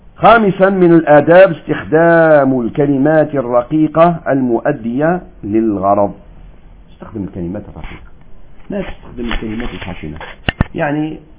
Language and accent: Arabic; Algeria; داعي مشهور عندنا في الجزائر